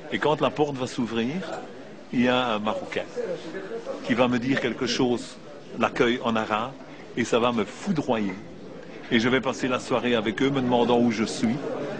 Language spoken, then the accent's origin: French; Belgium; Je suis origine de la Belgique, d'un petit village au sud de Bruxelles.